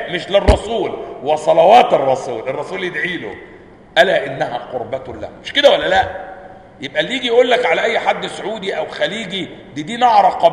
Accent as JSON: {"language": "Arabic", "region": "Upper Egypt", "country": "Egypt", "said": "اصل انا صعيدي على فكره عشان بس ما تفتكروش العمليه، انا صعيدي الصعيدي، ها واخدين بالكم؟ والدماغ دماغ صعيدي"}